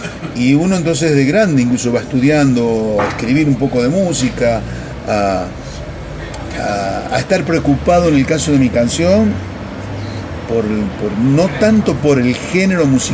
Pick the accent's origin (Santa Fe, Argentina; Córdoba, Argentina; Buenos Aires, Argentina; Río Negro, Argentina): Santa Fe, Argentina; Cañada de Gómez; cuando tenía un grupo en mi ciudad natal, Cañada de Gómez